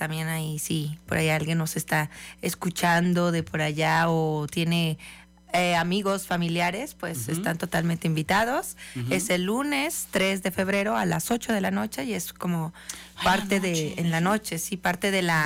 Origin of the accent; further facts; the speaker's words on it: Morelia, Michoacán, Mexico; Yo vengo de Morelia.